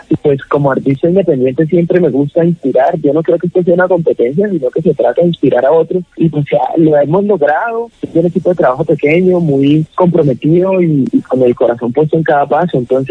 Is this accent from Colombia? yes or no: yes; Cali, Valle del Cauca, Colombia; me alegra decirle que ahora que soy yo de Prados del Sur y Colón para el mundo entero.